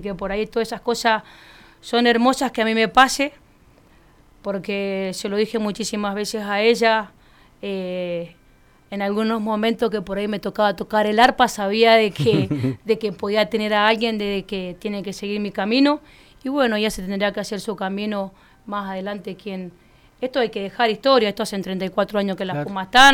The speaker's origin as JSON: {"language": "Spanish", "town": "Godoy Cruz", "region": "Mendoza", "country": "Argentina", "tie": "born or raised there", "said": "Yo soy de Godoy Cruz, nací en Godoy Cruz."}